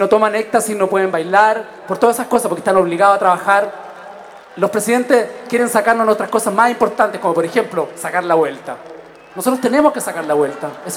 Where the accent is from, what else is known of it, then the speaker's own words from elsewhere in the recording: Chile; la mayor cantidad de los chilenos somos una mezcla de mapuche con español